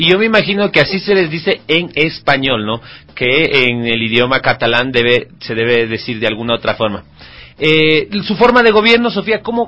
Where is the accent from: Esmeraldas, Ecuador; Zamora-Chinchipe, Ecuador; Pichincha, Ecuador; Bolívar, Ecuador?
Pichincha, Ecuador; Quito; Como nosotros quiteños que no tenemos mar.